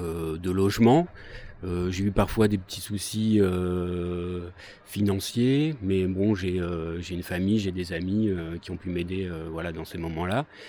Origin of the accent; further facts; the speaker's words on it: Dieppe, Normandy, France; now in Rouen, France; Moi, à l'origine, je suis de Dieppe, donc une petite ville pas loin de Rouen, sur la côte. Et puis, je suis venu à Rouen pour faire mes études. Donc oui, ça fait quelques années que je suis à Rouen.